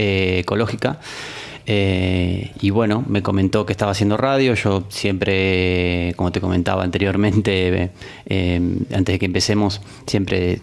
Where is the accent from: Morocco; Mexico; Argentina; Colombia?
Argentina; now in Spain; nosotros siendo argentinos venimos por ahí de otro tipo de radios y de otro tipo de manejos y cosas.